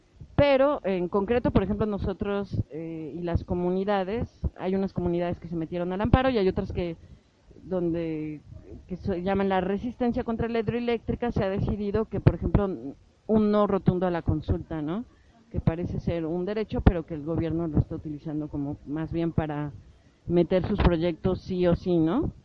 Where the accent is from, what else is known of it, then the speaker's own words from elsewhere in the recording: Tehuacán, Puebla, Mexico; Yo soy de Tehuacán, en Puebla.